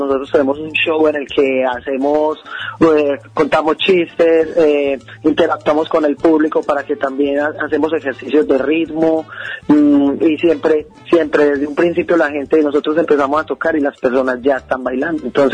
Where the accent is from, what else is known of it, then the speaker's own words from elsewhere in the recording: Medellín, Antioquia, Colombia; Soy de Colombia, de Medellín, Colombia.